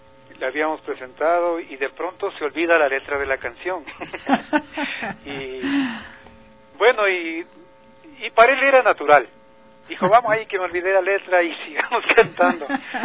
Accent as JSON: {"language": "Spanish", "country": "Ecuador", "said": "nosotros suponemos eso como ecuatorianos"}